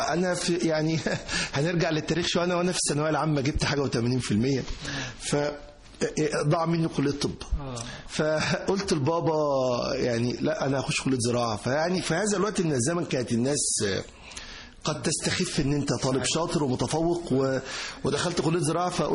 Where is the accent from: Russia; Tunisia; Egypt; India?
Egypt; Giza, Giza Governorate; فانا قلت له انا من الجيزة، وجيزة فيهاش رز، فاحنا الجيزة بتزرع قمح.